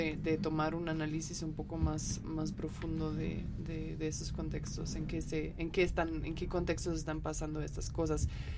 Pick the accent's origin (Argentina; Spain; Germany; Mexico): Germany; Spanish is a second language; como soy alemana, y entonces algunos de mis amigos en Alemania me escribían